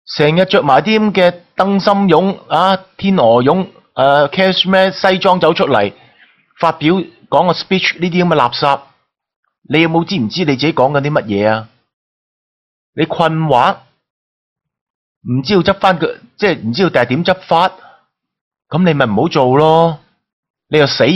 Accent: Hong Kong; 其實你話點解我哋香港人會同你決裂呢

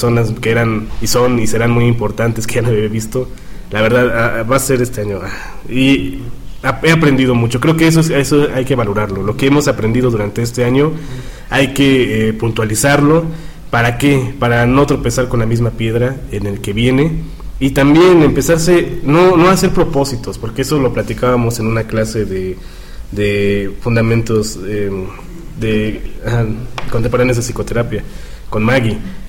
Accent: Puebla, Mexico; En mi caso, pues que soy aquí de Puebla.

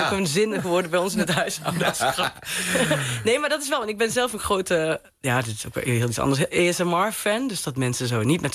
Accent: Venlo, Limburg, Netherlands; Vlak over de grens bij Venlo, waar ik vandaan kom.

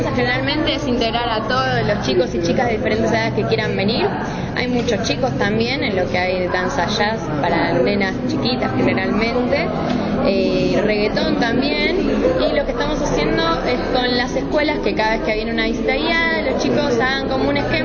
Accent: Merlo, Buenos Aires Province, Argentina; yo también soy de provincia, soy de Merlo

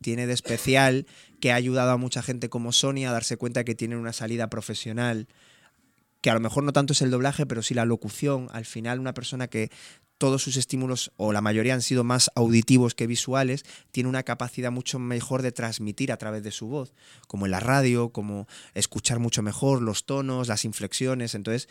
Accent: Granada, Andalusia, Spain; y lo rodé en mi tierra natal, en Granada.

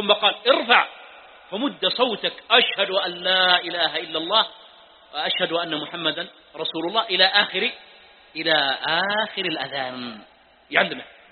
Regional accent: Mecca, Makkah Province, Saudi Arabia; ها يا أهل مكة. طيب، لا يزعلون عليها مكة، ونحن من أهل مكة.

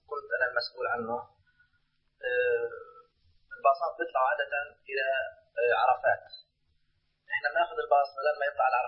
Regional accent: Jordan; هذا بالنسبة لوضعنا إحنا كأردنيين.

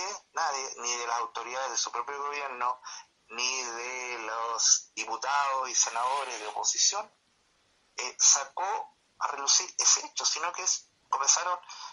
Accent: Santiago, Santiago Metropolitan Region, Chile; soy de Santiago

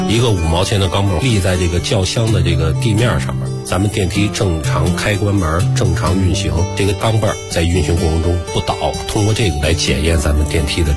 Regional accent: Beijing, China; 我是土生土长的北京人

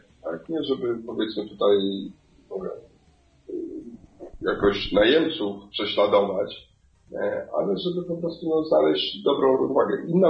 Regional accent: Kenya; Mimo, że sam pochodzę z Kenii i coś tam, że nie powinienem tego mówić

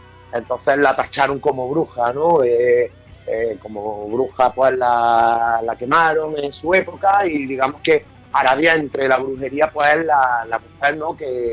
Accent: Córdoba, Andalusia, Spain; Somos de Córdoba.

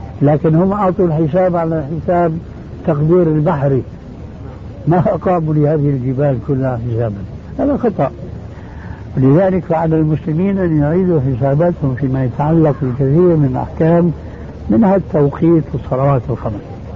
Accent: Jordan; خاصة عندنا في الأردن

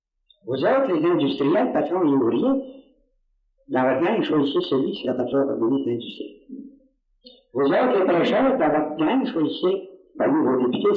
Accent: Quebec, Canada; Moi je suis un Canadien.

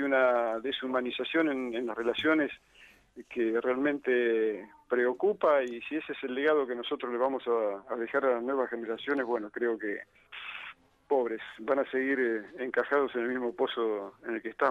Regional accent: Lincoln, Buenos Aires Province, Argentina; Acá mismo en Lincoln, de donde soy, se padecen todo ese tipo de consecuencias.

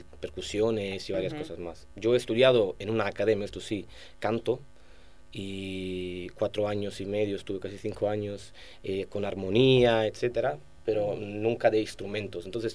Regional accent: Southern Italy, Italy; Spanish is a second language; moved away; yo he emigrado, soy un inmigrante italiano del sur.

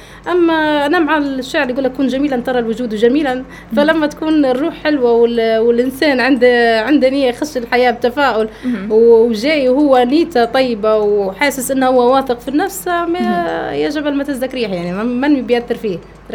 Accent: Benghazi, Libya; انا راهو بنت بنغازي باش نكون معك على بينه، وبنت ليبيا، وعمري ما ننكر اصلي، وانا اصلا من اسره بسيطه

